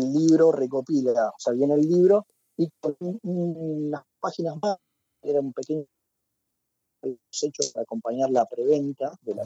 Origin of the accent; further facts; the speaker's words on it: Mar del Plata, Buenos Aires Province, Argentina; born there; Yo nací acá en Mar del Plata en el año 88